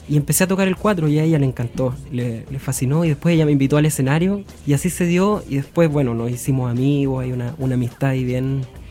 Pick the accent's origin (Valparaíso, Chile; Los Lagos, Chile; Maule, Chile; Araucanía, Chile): Valparaíso, Chile; Limache; yo empecé en la música muy chiquitito, como a los 12 años. Yo soy de Limache.